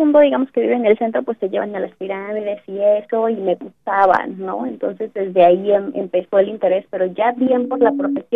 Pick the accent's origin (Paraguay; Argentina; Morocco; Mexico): Mexico; Texcoco, State of Mexico; yo soy de Texcoco, Estado de México, y pues ahí muchos ya a lo mejor del público conocen pues que es un lugar que siempre está involucrado con la arqueología. Entonces pues desde ahí, aunque mis papás no son de Texcoco propiamente